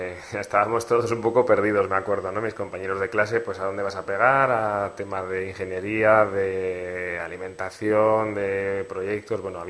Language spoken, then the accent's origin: Spanish; Nazar, Navarre, Spain; Yo soy de Nazar, como has dicho, y de un pueblo pequeñito del Valle de la Berrueza.